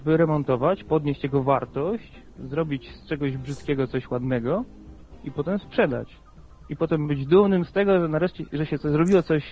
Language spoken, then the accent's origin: Polish; Kielce, Świętokrzyskie Voivodeship, Poland; also born or lived in Łódź; bo ja oryginalnie jestem z Kielc, tam się urodziłem, wyjechałem na studia do Łodzi i tutaj sobie mieszkam.